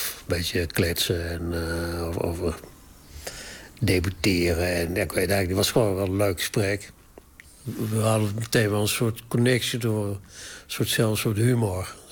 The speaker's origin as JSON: {"language": "Dutch", "region": "North Brabant", "country": "Netherlands", "said": "Ik ben uit Brabant en mijn achtergrond is allemaal wel bekend."}